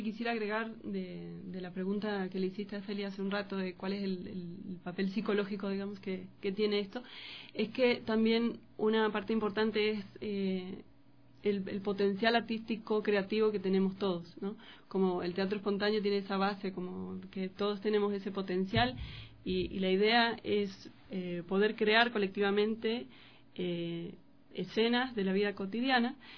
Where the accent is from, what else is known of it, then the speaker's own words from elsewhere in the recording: Paraná, Entre Ríos, Argentina; vengo de Argentina, soy de Paraná, Entre Ríos